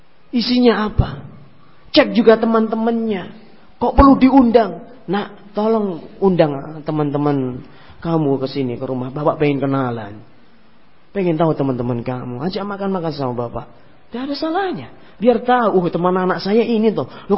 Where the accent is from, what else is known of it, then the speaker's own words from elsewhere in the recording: Ngawi, East Java, Indonesia; Di kampung saya di Ngawi, di desa saya, tetangga saya, gak jauh rumahnya dari rumah saya sudah, di Ngawi.